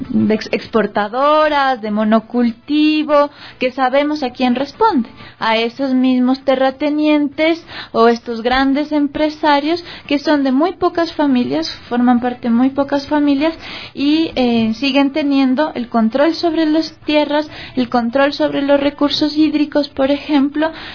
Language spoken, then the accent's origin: Spanish; Ecuador; jóvenes, mujeres, hombres de las ciudades, pero como ecuatorianos